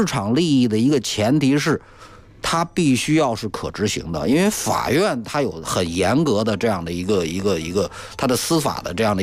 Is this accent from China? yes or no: yes; China; 作为中国人